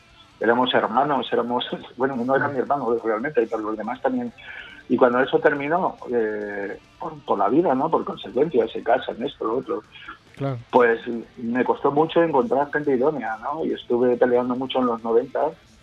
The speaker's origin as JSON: {"language": "Spanish", "region": "Valencian Community", "country": "Spain", "said": "somos valencianos, ¿no?, un barrio de Madrid"}